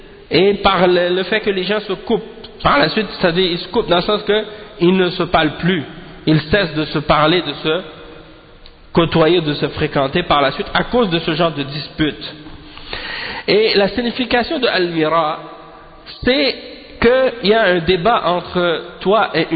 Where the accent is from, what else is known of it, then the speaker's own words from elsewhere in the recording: Haiti; moi, je suis haïtien